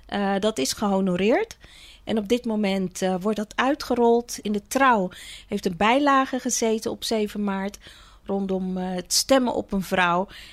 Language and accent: Dutch; Zeist, Utrecht, Netherlands; also born or lived in Suriname / Rotterdam; Ik ben in 1970 geboren in Suriname. Maar ik woon al vanaf 1974 in Nederland. Hier in Rotterdam als eerste aangekomen en vervolgens in Zeist opgegroeid. En sinds 1995 woon en werk ik weer hier in deze regio.